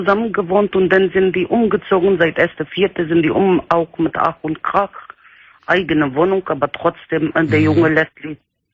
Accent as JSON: {"language": "German", "country": "Turkey", "second_language": "German", "said": "Ich komme aus der Türkei. Ich bin Kurde."}